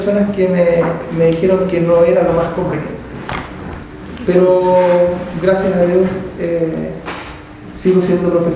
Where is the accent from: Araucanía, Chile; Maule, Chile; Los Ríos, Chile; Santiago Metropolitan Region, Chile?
Santiago Metropolitan Region, Chile; Santiago; born there; now in Valparaíso, Chile; Yo soy un porteño por adopción, no soy un porteño de nacimiento. Yo nací en Santiago y por decisión me quedé a estudiar aquí en Valparaíso. Mi familia vive en Viña del Mar